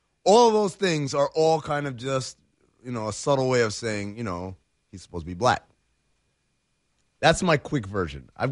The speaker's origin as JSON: {"language": "English", "country": "Sudan", "said": "So I'm from Sudan, as many of you maybe know"}